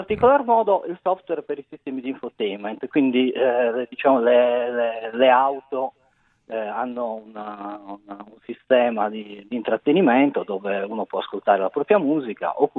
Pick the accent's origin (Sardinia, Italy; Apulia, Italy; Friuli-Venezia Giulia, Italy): Sardinia, Italy; Sassari; Sono sardo, sono di Sassari.